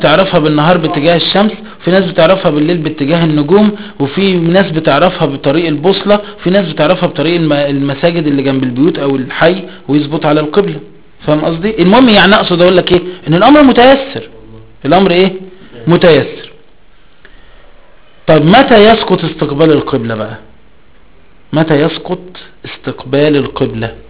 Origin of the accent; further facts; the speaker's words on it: Egypt; فخلينا في مصر، في مصر بقى بلدنا مصر